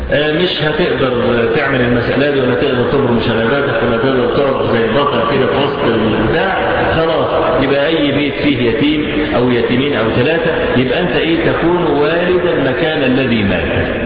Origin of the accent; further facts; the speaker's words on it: Egypt; احنا عندنا في مصر